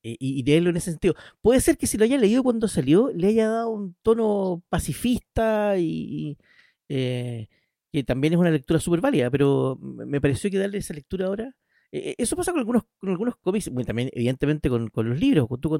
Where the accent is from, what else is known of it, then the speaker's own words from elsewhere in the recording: Chile; Yo soy chileno igual que Esteban.